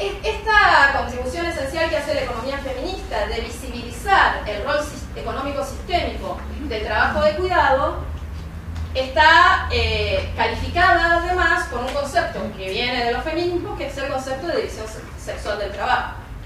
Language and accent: Spanish; Buenos Aires, Argentina; Yo vengo de Buenos Aires